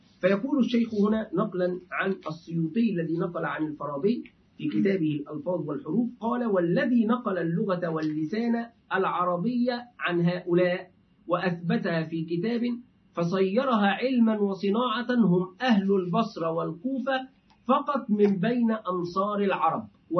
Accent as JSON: {"language": "Arabic", "country": "Egypt", "said": "أهل مرسى مطروح عندنا في مصر"}